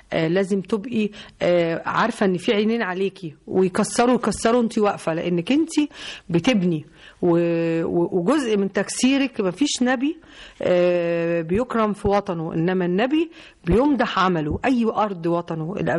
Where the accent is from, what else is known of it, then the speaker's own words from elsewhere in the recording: Nekheila, Asyut Governorate, Egypt; born there; طبعا انا والدتي كانت من الصعيد، وانا كمان مواليد قريه النخيله